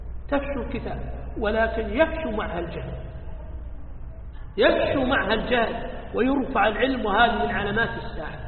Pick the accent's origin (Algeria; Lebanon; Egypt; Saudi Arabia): Saudi Arabia; عندنا في السعودية